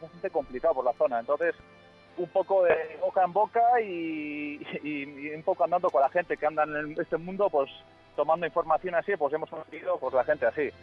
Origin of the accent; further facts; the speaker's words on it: Basque Country, Spain; somos del País Vasco, concretamente en Guipúzcoa, y nada, ya muchos sabéis ahora, pues cerca de la capital, que sería San Sebastián, pues nada, una horita estamos ahí.